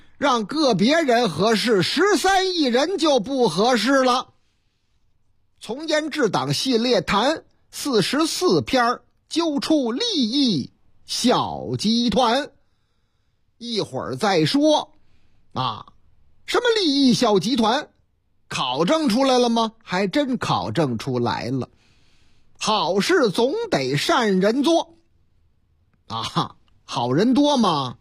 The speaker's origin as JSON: {"language": "Chinese", "town": "Jinan", "region": "Shandong", "country": "China", "tie": "born or raised there", "said": "话说在我老家山东济南历山区，"}